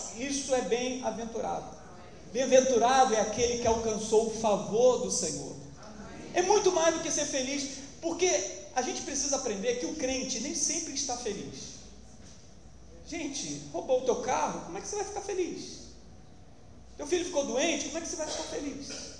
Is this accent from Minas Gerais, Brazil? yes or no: yes; Barbacena, Minas Gerais, Brazil; eu só tenho 42 anos, irmãos, se você não sabe. É, 42. Quando eu era pequeno, lá em Barbacena, eu morava em Piedade. Eu comecei a frequentar, minha mãe me levou para a Igreja Batista, a segunda Igreja Batista lá de Piedade.